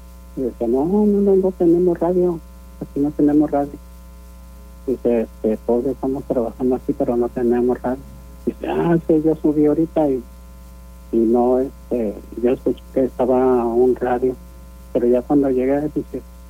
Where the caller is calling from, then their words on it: Guadalupe, Nuevo León, Mexico; De Guadalupe, Nuevo León.